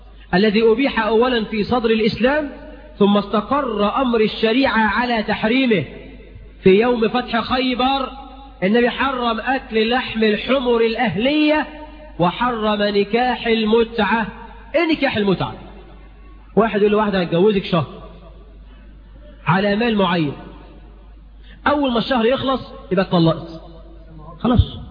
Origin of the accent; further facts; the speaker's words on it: Egypt; قرأت في جريدة جريدة في هنا عندنا في مصر